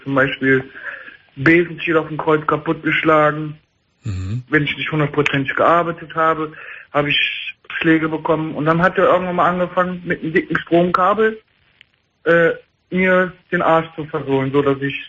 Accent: Bonn, North Rhine-Westphalia, Germany; Ich komme aus Bonn

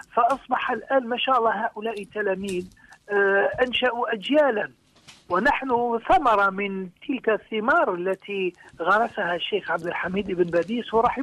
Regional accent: Algeria; عندنا في الجزائر

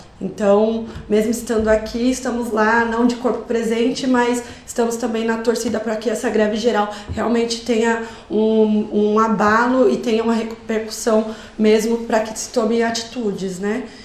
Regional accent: Brazil; nós que somos brasileiros, né? Alguns alunos aqui, né? A professora Rosana também, né?

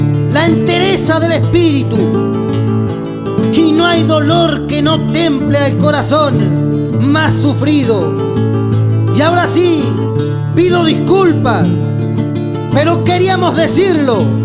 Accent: Entre Ríos, Argentina; also born or lived in Santiago del Estero; Soy santiagueño, señores, pero me crié en Entre Ríos y aquí estoy para lo que gusten.

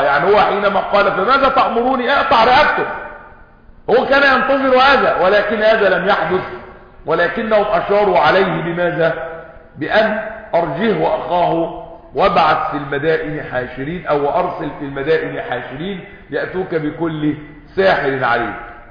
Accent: Egypt; احنا مصريين وعارفين يعني الديرو غطاء

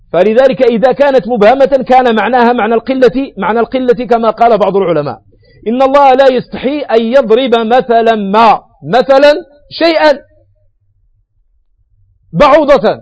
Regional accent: Morocco; وتسمى وتدعى عندنا في المغرب بالناموسة

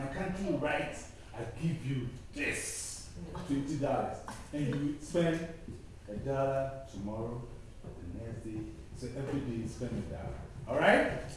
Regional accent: Ghana; Now I am from Ghana.

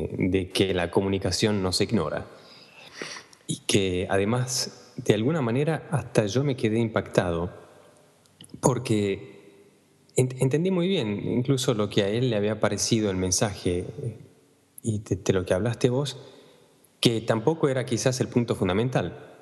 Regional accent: Argentina; moved away; desde hace más de 15 años, desde que salí de Argentina, idas y vueltas, y siempre estás extrañando a alguien o te falta algo

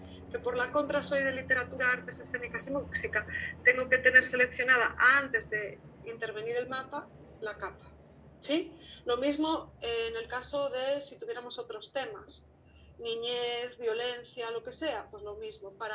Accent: Galicia, Spain; first language Galician; Spanish is a second language; perdón que lo tengo en lengua gallega porque es la lengua, mi lengua madre

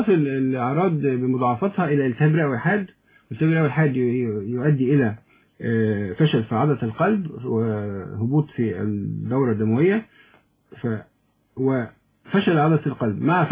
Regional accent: Egypt; احنا شعب مصري شعب طيب جدا وشعب حنون

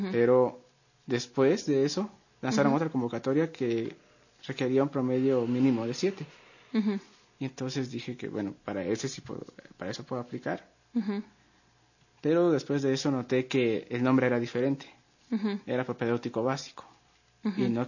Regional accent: Guatemala; si iba a decir que ya tengo un certificado que soy de Guatemala, no me iban a hacer el examen

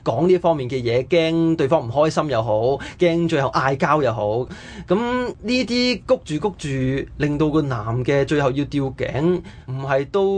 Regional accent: Hong Kong; 究竟我哋香港人啊喺呢一個氛圍底下點樣生存落去呢？

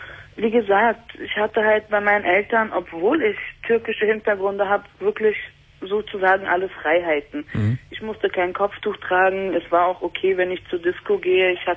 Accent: Berlin, Germany; ich bin ursprünglich Türkin, aber in Berlin geboren, in Berlin aufgewachsen.

